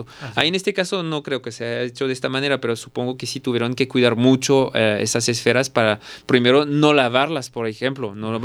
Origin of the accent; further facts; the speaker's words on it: Mexico; Van a pensar que soy más guatemalteco que mexicano.